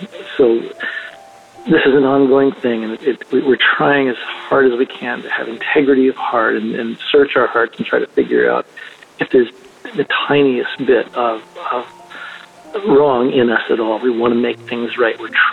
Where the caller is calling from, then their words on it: Florida, United States; I'm calling from Florida.